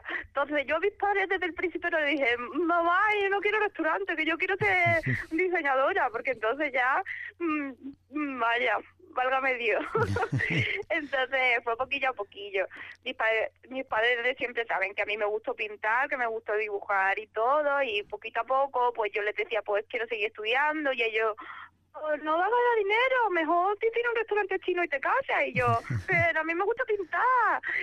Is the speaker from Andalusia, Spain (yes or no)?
yes; Málaga, Andalusia, Spain; also born or lived in Algeciras; Sí, en Algeciras, aunque yo toda mi vida la pasaba en Málaga, en Algeciras allí nos mudamos para Málaga, así que soy gaditana de nacimiento, malagueña de corazón.